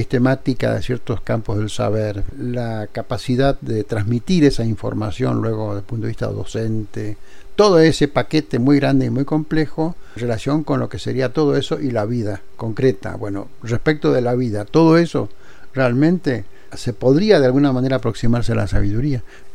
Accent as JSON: {"language": "Spanish", "region": "Mendoza", "country": "Argentina", "moved": "as an adult", "said": "yo salí de Mendoza y a la semana yo estaba de titular en la Universidad Nacional Autónoma de México."}